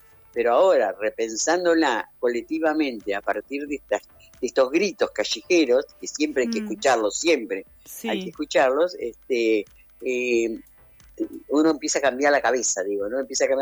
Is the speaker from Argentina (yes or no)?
yes; La Plata, Buenos Aires Province, Argentina; yo pertenezco, acá en la ciudad de La Plata, de donde soy yo